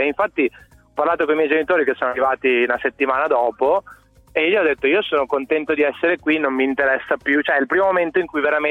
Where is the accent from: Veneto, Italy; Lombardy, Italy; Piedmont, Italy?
Veneto, Italy; Treviso; Io poi da trevigiano sai, sempre seguito il basket